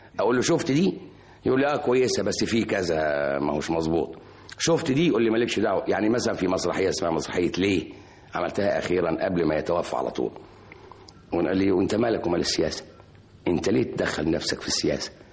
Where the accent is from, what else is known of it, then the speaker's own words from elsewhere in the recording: Egypt; من اعظم رجال التعليم الموجودين عندنا في مصر